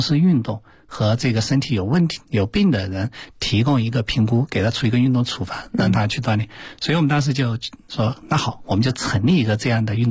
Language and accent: Chinese; Hunan, China; 就我湖南人啊，湖南人就有时候比较叫什么呢，湖南有句话叫霸蛮